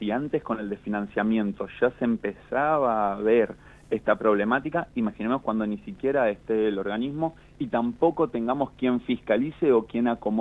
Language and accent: Spanish; Argentina; Como argentino, con muchísima preocupación